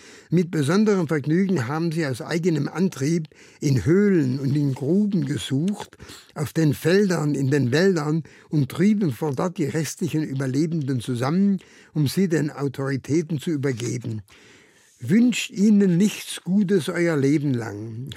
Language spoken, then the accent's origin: German; Karlsruhe, Baden-Württemberg, Germany; born there; Also, ich bin ein gebürtiger Karlsruher, habe dort das Licht der Welt 1927 entdeckt. Ich wurde dann mit den badischen Juden, bereits 1940 sozusagen als Test für die Nazis deportiert.